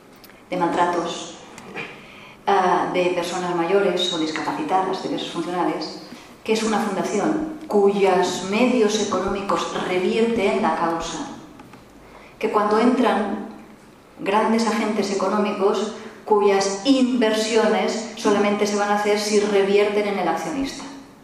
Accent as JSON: {"language": "Spanish", "region": "Catalonia", "country": "Spain", "said": "yo me considero paciente catalana"}